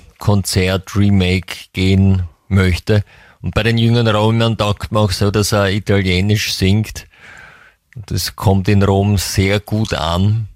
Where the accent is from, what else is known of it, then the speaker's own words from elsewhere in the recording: England, United Kingdom; German is a second language; bei uns in England sagt man, würde man sagen, einschleimern zu können.